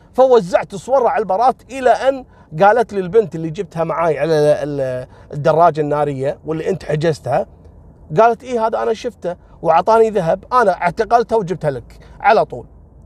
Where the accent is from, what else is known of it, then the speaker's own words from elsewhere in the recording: Kuwait; تعرفون إحنا عندنا في الكويت مطبقين الحظر الجزئي